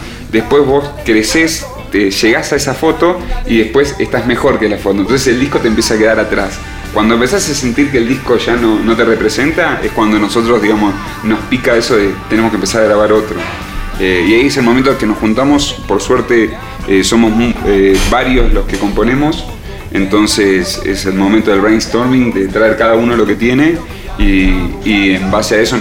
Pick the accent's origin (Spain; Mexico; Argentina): Argentina; Buenos Aires; más que como argentinos o sudamericanos, o digamos, siempre hay un formato en el cual, o porteños en nuestro caso